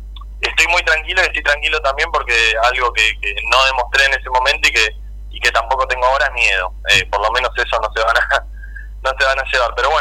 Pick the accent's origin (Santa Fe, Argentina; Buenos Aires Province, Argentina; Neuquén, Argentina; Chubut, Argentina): Buenos Aires Province, Argentina; Pilar; yo soy de acá de Pilar, ando todos los días y hoy tengo muchos amigos también que andamos, que somos de Pilar